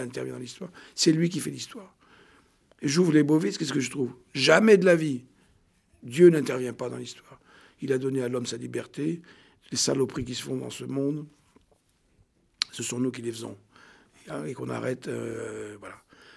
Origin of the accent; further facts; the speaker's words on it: Tunisia; born there; me réconcilier avec mon pays natal, la Tunisie, que j'aime beaucoup et où je vais fréquemment.